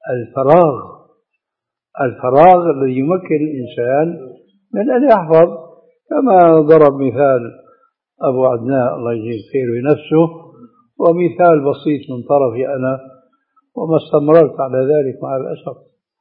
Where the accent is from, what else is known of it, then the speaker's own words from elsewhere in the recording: Syria; النعل الصرارة موجودة، كانت إلى عهد قريب عندنا في سوريا للرجال